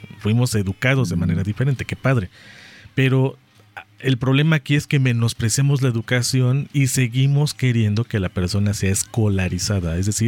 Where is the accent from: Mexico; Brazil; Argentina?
Mexico; para los que somos mexicanos y tú vas viendo cómo se van tomando temas